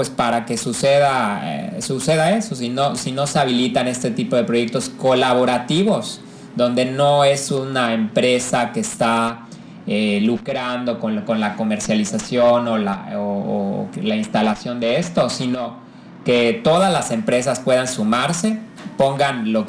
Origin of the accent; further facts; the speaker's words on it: Mexico; como mexicanos, yo creo que no estamos tan acostumbrados a los proyectos colaborativos